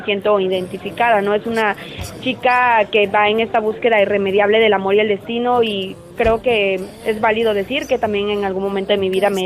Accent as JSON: {"language": "Spanish", "region": "Tabasco", "country": "Mexico", "tie": "born there", "lives_now": "Monterrey, Mexico", "said": "Nací en Tabasco, pero radicó en Monterrey."}